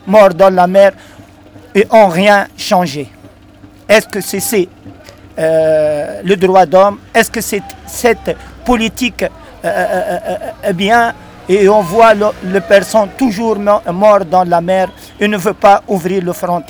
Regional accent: Tunisia; moi, je suis venu de la Tunisie.

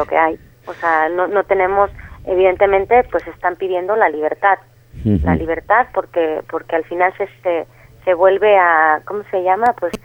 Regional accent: Mexico; Yo al final soy mexicana, o sea que yo antes lo veía todo desde fuera.

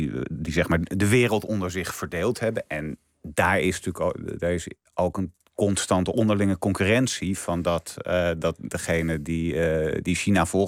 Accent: Netherlands; omdat wij ons als Nederlanders verbeelden dat we eigenlijk een soort Amerikanen zijn.

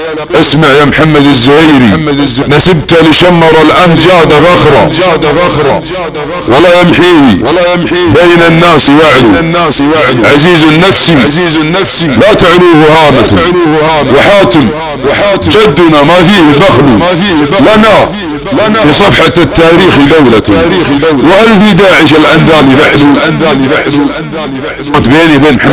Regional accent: Saudi Arabia; يا اخي انا سعودي لي كرامه

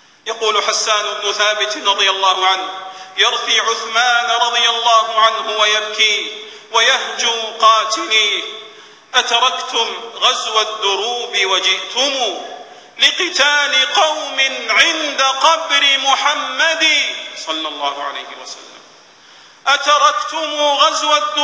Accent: Saudi Arabia; إن بلادنا المملكة العربية السعودية وعلماءنا ومناهجنا وشبابنا براء من تلك الجماعات الإرهابية

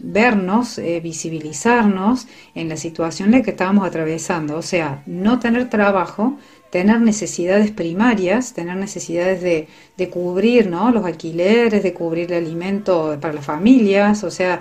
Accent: Córdoba, Argentina; now in Mendiolaza, Argentina; soy de Córdoba y hace aproximadamente 18 años vivo en Mendiolaza.

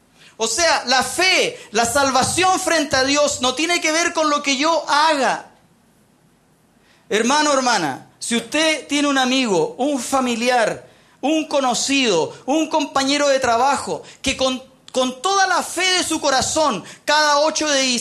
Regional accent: Chile; porque somos chilenos, independiente de la posición política que usted tenga

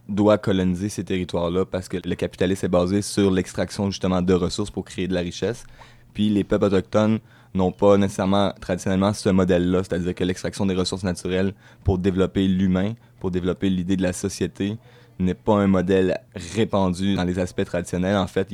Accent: Mashteuiatsh, Quebec, Canada; je viens d'une réserve, d'une communauté au lac Saint-Jean qui s'appelle Mastouyach. C'est une petite communauté d'Innu

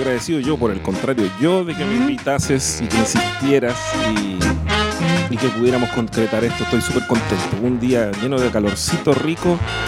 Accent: Viña del Mar, Valparaíso, Chile; also born or lived in Concepción; allá crecí. Tuve un tiempito viviendo en Conce cuando era chiquito, que no acuerdo casi nada. Pero de allá soy, allá me crié, nací en Viña. Pero bueno, soy de todo este territorio.

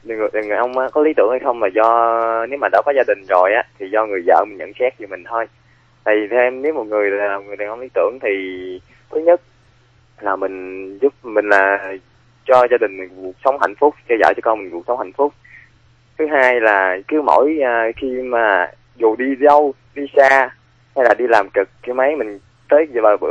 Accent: Mekong Delta, Vietnam; nay em 23 tuổi. Em là người miền Tây. Hiện tại em đang đi làm ở thành phố Hồ Chí Minh.

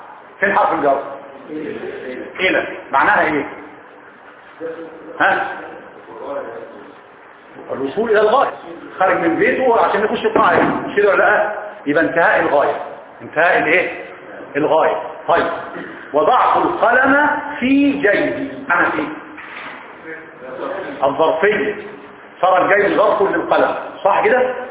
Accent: Egypt; بيقولوها المصريين صح ما انا منهم انا مصري برضه ولا ايه

